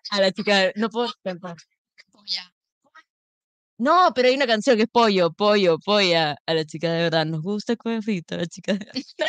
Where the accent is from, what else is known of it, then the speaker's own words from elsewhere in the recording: Peru; por eso soy peruana, tengo que saber tanto de cocaína